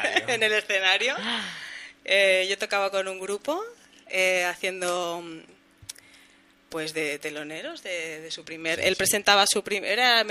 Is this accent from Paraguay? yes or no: no; Barcelona, Catalonia, Spain; born there; mi familia es de allá, del sur. Yo soy nacida en Barcelona